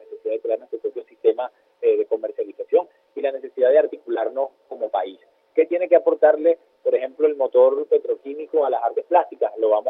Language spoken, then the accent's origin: Spanish; Venezuela